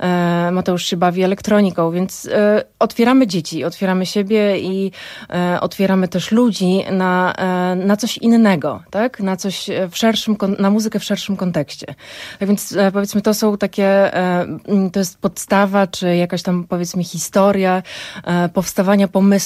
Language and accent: Polish; Warsaw, Masovian Voivodeship, Poland; now in Brodnica, Poland; Przeprowadziliśmy się w okolice Brodnicy 5 lat temu, ja z Warszawy